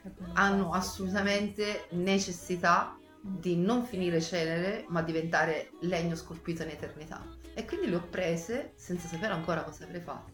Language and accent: Italian; Sicily, Italy; now in Florence, Italy; essendo siciliana ho avuto sempre un rapporto privilegiato col mare. Quando sono arrivata a Firenze c'è stato un attimino di stop in questo